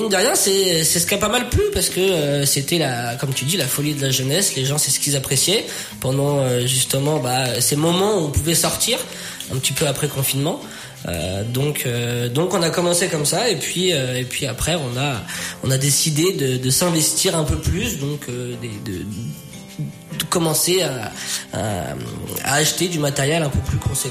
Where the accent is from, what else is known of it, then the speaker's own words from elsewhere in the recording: Saint-Pryvé-Saint-Mesmin, Centre-Val de Loire, France; on est originaire de Saint-Privé-Saint-Mémin.